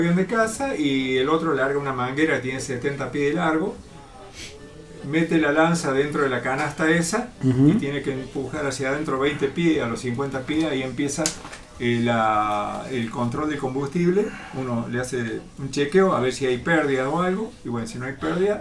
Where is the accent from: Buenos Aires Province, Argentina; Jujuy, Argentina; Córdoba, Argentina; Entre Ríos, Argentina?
Córdoba, Argentina; Río Cuarto; yo soy oriundo de Río Cuarto, soy nativo de Río Cuarto.